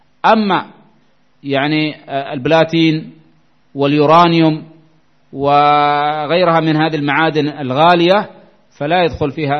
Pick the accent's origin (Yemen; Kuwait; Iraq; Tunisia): Yemen